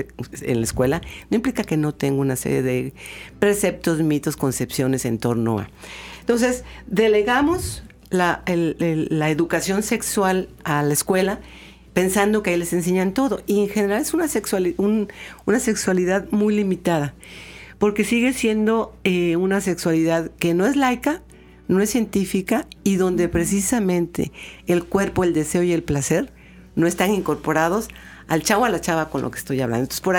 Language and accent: Spanish; Veracruz, Mexico; Creo que en nuestro estado la sexualidad sigue siendo un tabú, ¿no? Dicen que los veracruzanos somos, y las veracruzanas muy jariosas